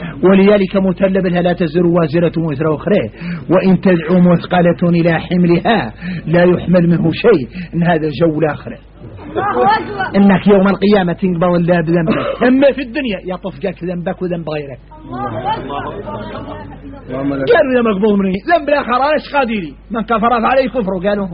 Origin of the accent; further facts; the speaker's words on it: Mauritania; هذا ما قلت تذكروه في دعيه نحن موريتاني